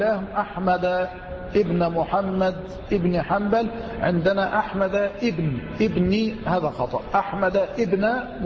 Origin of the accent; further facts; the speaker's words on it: Dakahlia, Egypt; تنيس هذه التي يقال لها بحيرة المنزلة عندنا في الدقهلية